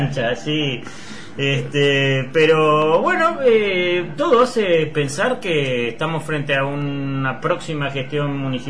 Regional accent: Montevideo, Uruguay; Yo me siento montevideano de todos los barrios.

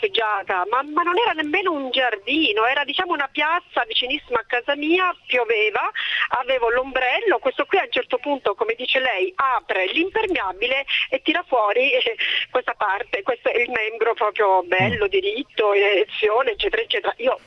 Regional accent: Catania, Sicily, Italy; now in Florence, Italy; quando ero ragazzina, stavo ancora a Catania, tra l'altro, ora abito a Firenze.

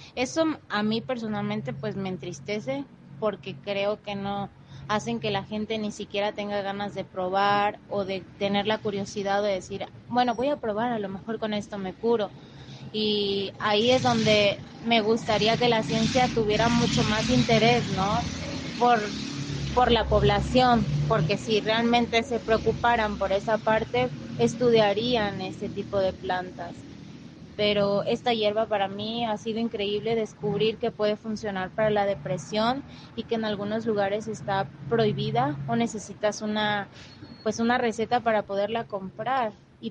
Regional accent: San Cristóbal de las Casas, Chiapas, Mexico; soy originaria de San Cristóbal de las Casas, Chiapas, donde mi familia es de un pueblo cercano y otra mitad de Ciudad de México.

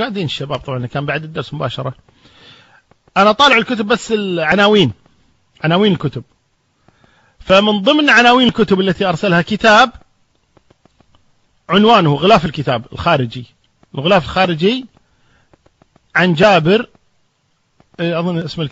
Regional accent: Kuwait; في شارع عمان عندنا في الكويت

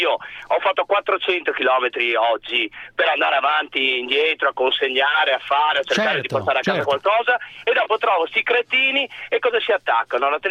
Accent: Padua, Veneto, Italy; io sono di Padova

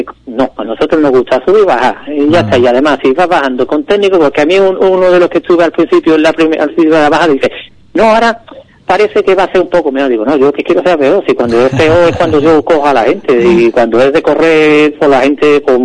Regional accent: Ubrique, Andalusia, Spain; yo creo que es ideal para nuestro entorno, para las personas que somos de Ubrique

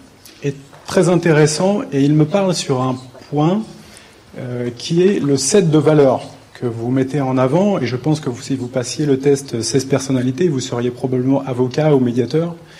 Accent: Rambouillet, Île-de-France, France; J'ai grandi à Rambouillet dans une famille qui était exploitant forestier depuis 8 générations.

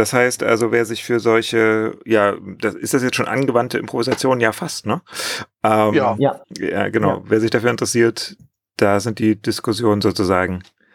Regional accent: Germany; Ich komme auch aus der DDR, ich hatte aber tatsächlich 4 Jahre Französisch, aber das ist leider, als hätte ich keins gehabt.

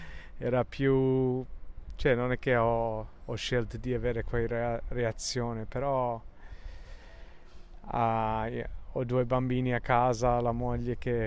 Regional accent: England, United Kingdom; Italian is a second language; avendo la moglie italiana e io inglese

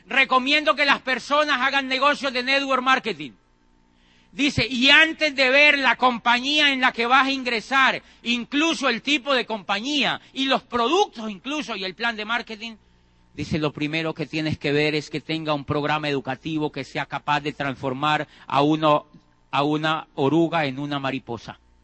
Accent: Colombia; Yo en mi país ya estaba diciendo que ese país no servía para nada. En Colombia, imagínate, yo decía que allí no había oportunidades.

